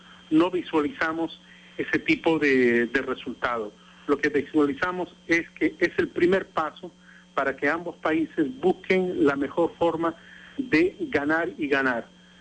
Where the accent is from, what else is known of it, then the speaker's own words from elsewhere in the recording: Bolivia; Nosotros como pueblo boliviano no tenemos ninguna rencilla contra el pueblo chileno